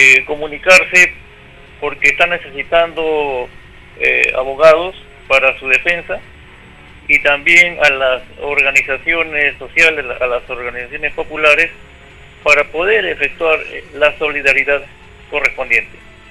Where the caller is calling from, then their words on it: Lima, Peru; del Cercado de Lima.